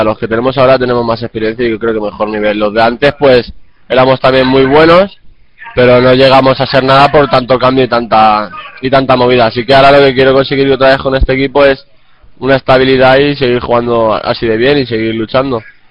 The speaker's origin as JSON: {"language": "Spanish", "town": "Valencia", "region": "Valencian Community", "country": "Spain", "said": "Ya me quedo yo en Valencia, que es de donde soy."}